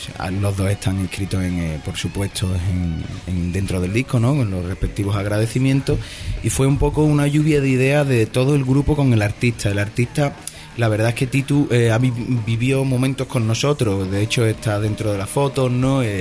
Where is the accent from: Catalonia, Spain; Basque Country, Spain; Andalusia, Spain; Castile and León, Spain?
Andalusia, Spain; Jerez de la Frontera; Bueno, yo soy mono y costeño, porque me crié en Cádiz, en Jerez de la Frontera entre Cádiz y eso, así que sí, también, mono y costeño.